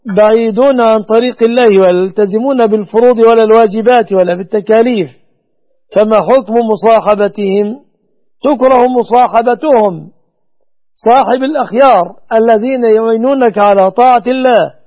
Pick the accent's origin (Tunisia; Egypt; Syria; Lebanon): Egypt; هذا وأسأل الله أن يحفظ بلادنا مصر وسائر بلاد المسلمين آمنة مطمئنة من كل مكروه وسوء،